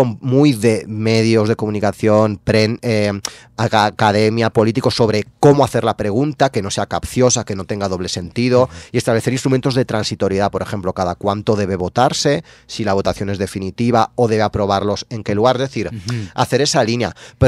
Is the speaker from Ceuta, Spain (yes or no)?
no; Valencian Community, Spain; yo soy valenciano, que es una comunidad que está, hablamos catalán también, de hecho el siglo de oro de las letras catalanas fue en Valencia, y compartimos una cultura como muy fuerte, yo hablo catalán.